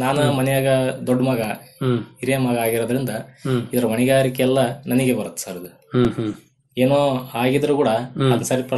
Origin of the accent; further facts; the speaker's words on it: Ampapattana, Karnataka, India; ನಮ್ಮೂರಲ್ಲಿ ಇಡೀ ಊರಲ್ಲಿ ಸೇರಿ 6 ಜನ ಇದ್ವಿ ಸರ್. ನಾವು ಇಡೀ ಅಂಪಾಪಟ್ಟಣದಲ್ಲಿ 6 ಜನ ಇದ್ವಿ ರೇಷ್ಮೆ ಬೆಳೆಗಾರರು.